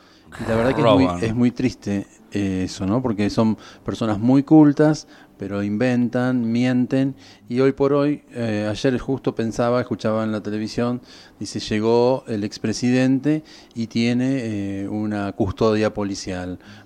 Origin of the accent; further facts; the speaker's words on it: Argentina; la plata que como argentinos tendríamos para crecer, para desarrollar el país.